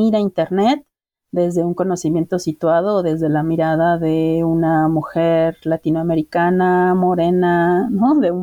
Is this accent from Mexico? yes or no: yes; Mexico; soy una mujer mexicana que habita la Ciudad de México